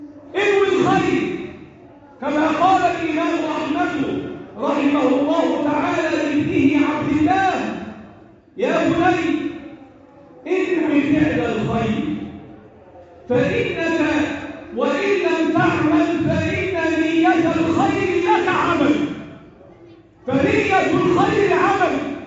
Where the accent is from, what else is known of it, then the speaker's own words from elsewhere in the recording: Egypt; اللهم احفظ بلدنا مصر وسائر بلاد